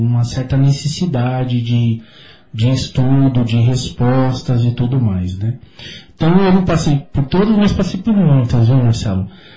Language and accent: Portuguese; São Paulo, Brazil; porque eu sou de São Paulo, né?